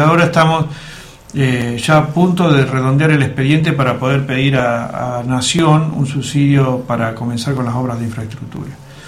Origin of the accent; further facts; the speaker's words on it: Alvear, Argentina; yo durante muchos años estuve viviendo fuera de Alvear y siempre quise mi pueblo.